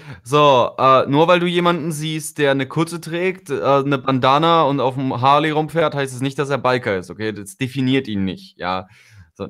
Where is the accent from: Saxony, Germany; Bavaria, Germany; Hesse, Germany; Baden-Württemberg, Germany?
Hesse, Germany; Darmstadt; Oh nein, oh Darmstadt, ich komme aus Darmstadt.